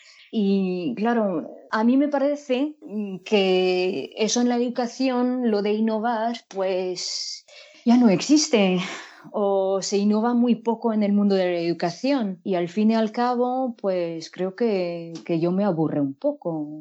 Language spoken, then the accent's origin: Spanish; France; Spanish is a second language; Yo soy de Francia y durante estos últimos 20 años pues estuve enseñando francés como lengua extranjera e inglés como lengua extranjera